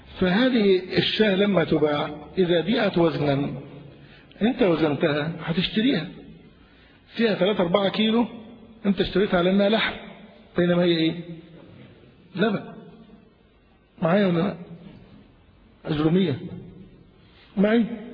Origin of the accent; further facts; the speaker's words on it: Egypt; عندنا في مصر الناس جهال